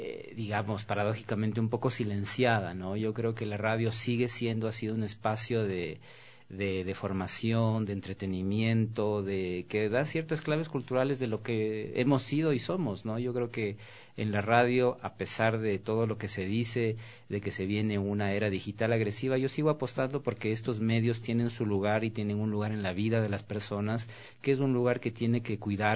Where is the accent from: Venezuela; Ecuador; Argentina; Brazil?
Ecuador; Quito, Pichincha; Yo crecí con radio desde la infancia y fui como muchos quiteños y como muchos ecuatorianos